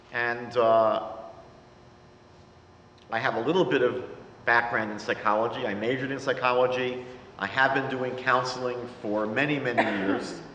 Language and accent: English; New York, United States; accent: New York; now in Toronto, Canada; I moved to Toronto about 22 years ago. You can tell from my accent from New York.